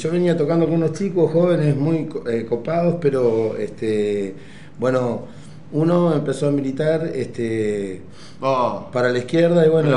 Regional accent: Río Negro, Argentina; Yo soy de Río Negro también.

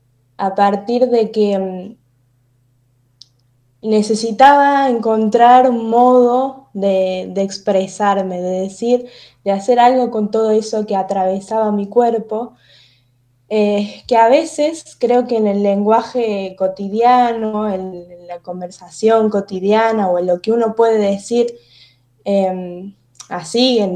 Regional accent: Córdoba, Argentina; como decías, soy activista disca, tengo 19 años, soy de Córdoba, estudio en la Universidad Nacional de Córdoba, la licenciatura en Ciencia Política

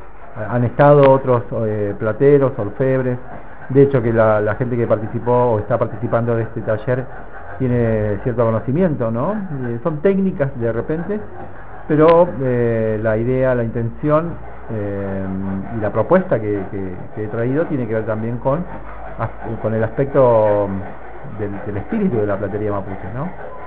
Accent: El Maitén, Chubut, Argentina; born there; vengo de Maiten, ahí he nacido.

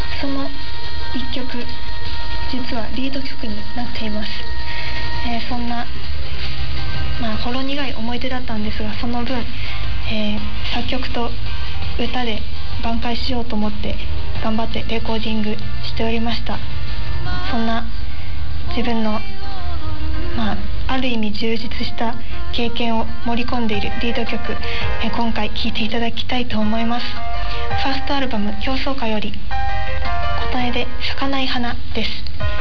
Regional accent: Niigata, Japan; 私は新潟県出身18歳シンガーソングライターとして活動しております。

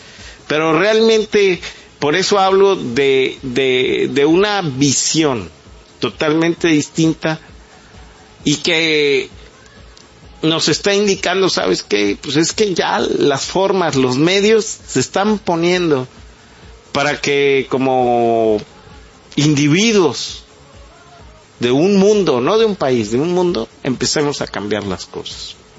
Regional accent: Mexico; ya llegó la hora de nuestra civilización, ya no como mexicanos, como civilización global

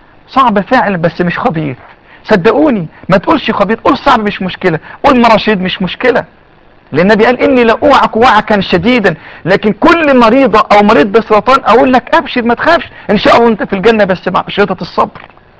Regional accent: Egypt; ان شاء الله الاطباء عندنا في مصر هيقدروا يحافظوا على الثدي

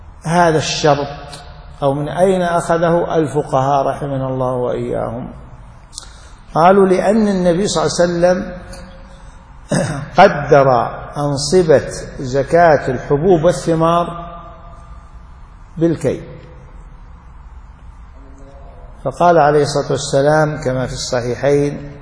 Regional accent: Najd, Saudi Arabia; الصاع النجدي الموجود عندنا في نجد أكبر من الصاع النبوي بمد تقريبا

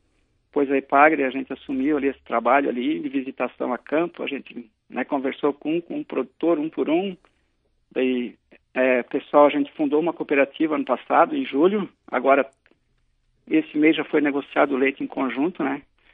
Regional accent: Ituporanga, Santa Catarina, Brazil; como eu vim de outra região, eu vim de Tuporanga, né? Que lá a gente era pequeno, já via, né, a atividade, né? A região de Alemães, que era típica deles

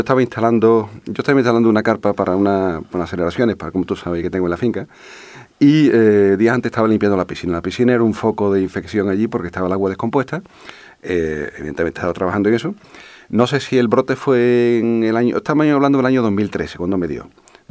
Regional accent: Alcalá de Guadaíra, Andalusia, Spain; una discoteca que hubo en mi pueblo, en Alcalá de Guadaira

